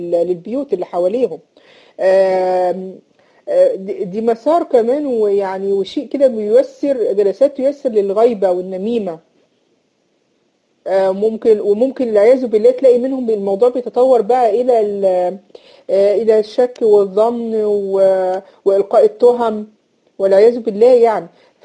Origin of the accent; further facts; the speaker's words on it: Egypt; إن إحنا عندنا في مصر بنسميها المصاطب